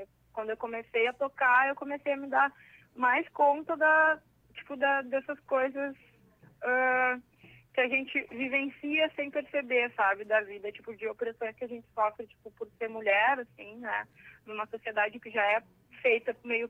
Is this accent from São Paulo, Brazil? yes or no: no; Rio Grande, Rio Grande do Sul, Brazil; now in Porto Alegre, Brazil; Daí, eu sou de Rio Grande, né, comecei lá.